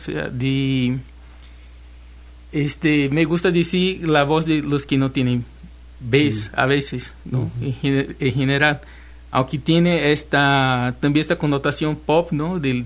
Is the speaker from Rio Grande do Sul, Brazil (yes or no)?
no; Recife, Pernambuco, Brazil; Spanish is a second language; now in Xalapa, Mexico; De Recife.